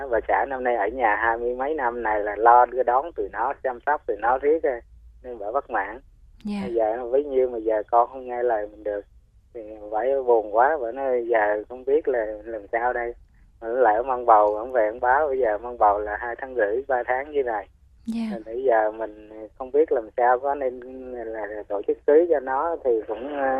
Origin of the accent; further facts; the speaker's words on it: Central Vietnam, Vietnam; Dạ, em cũng người miền Trung.